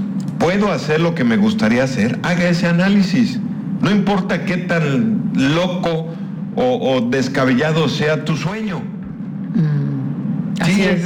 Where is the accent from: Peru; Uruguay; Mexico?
Mexico; somos mexicanos, y vivimos en Mérida